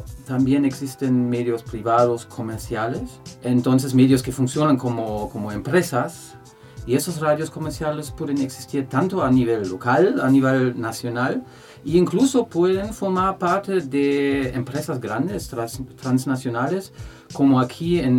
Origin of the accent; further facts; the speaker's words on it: Germany; Spanish is a second language; esas son las primeras dos columnas de la radiotelevisión en mi país, en Alemania.